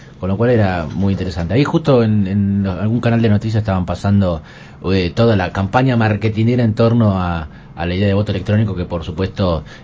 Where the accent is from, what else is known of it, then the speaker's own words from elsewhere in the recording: Córdoba, Argentina; Soy de Córdoba, es verdad.